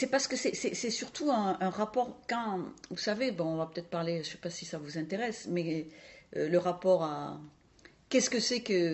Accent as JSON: {"language": "French", "region": "south of the Loire", "country": "France", "tie": "born there", "said": "Vous l'entendez à mon accent, je suis née en dessous de la Loire, bien en dessous de la Loire."}